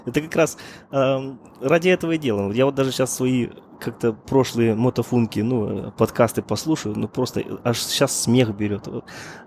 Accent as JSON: {"language": "Russian", "town": "Kamen-na-Obi", "region": "Altai Krai", "country": "Russia", "tie": "born there", "said": "я родился на Алтайском крае, я родился в городе Камень-на-Оби, это между Новосибирском и Барнаулом. И некоторые из моих родных переехали в Горно-Алтайск, например, и живут там. Ну, у меня там еще осталась родня."}